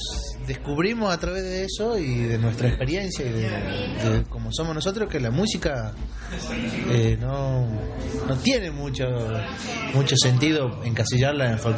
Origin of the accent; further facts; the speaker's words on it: Jujuy, Argentina; now in Córdoba, Argentina; Somos jujeños, los cuatro, y somos jujeños que ya llevamos más o menos la mitad de nuestra vida vivida en Córdoba.